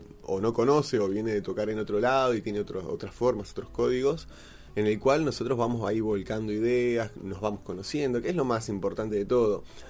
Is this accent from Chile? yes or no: no; Buenos Aires, Argentina; born there; Nosotros nacimos en Buenos Aires, en mi caso en un departamento, en otras casas, en casas de familias, no en un contexto cultural de un barrio montevideano, mucho menos de una familia candombera uruguaya